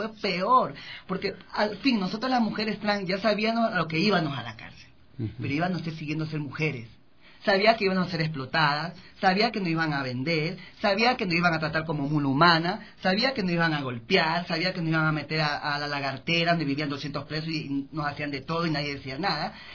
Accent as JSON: {"language": "Spanish", "town": "Guayaquil", "region": "Guayas", "country": "Ecuador", "said": "porque yo soy de Guayaquil."}